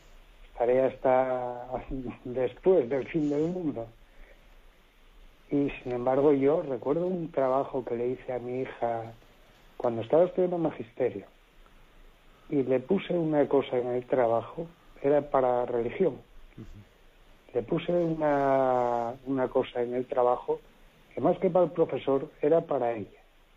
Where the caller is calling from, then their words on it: Asturias, Spain; de Asturias.